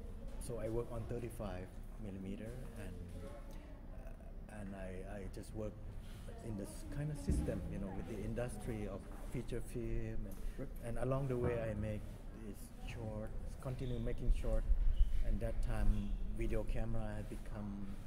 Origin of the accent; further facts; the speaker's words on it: Thailand; in Thailand? Yes, in my hometown.